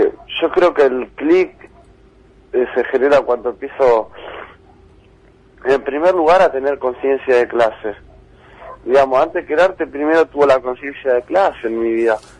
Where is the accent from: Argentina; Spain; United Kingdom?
Argentina; Pero yo como joven argentino